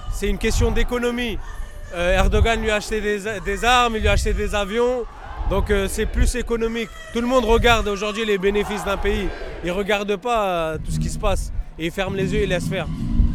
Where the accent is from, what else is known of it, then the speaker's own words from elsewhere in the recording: Turkey; Nous, on est des Kurdes de Turquie.